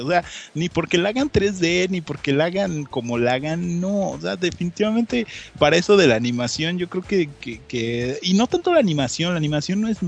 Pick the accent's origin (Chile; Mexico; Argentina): Mexico; porque somos mexicanos y tenemos que meter el albur a fuerza.